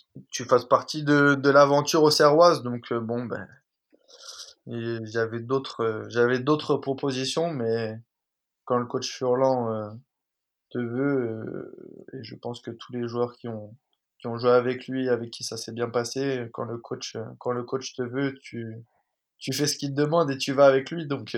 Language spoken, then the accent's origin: French; La Rochelle, Nouvelle-Aquitaine, France; now in Brest, France; on est de La Rochelle, l'île d'Oléron, l'île de Ré. On est né là-bas